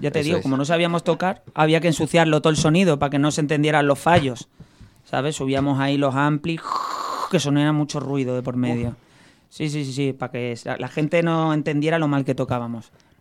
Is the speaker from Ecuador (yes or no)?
no; Málaga, Andalusia, Spain; El grupo lo formamos dos de Málaga, que soy yo, que se me nota, tú me lo has dicho antes, sí. ¿Eh? ¿Se me nota mucho el acento o no? Hay gente que dice que no tengo acento. Yo creo que tengo.